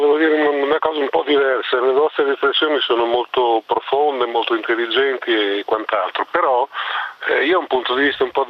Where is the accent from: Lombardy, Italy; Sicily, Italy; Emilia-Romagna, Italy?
Emilia-Romagna, Italy; Bologna; io vengo da Bologna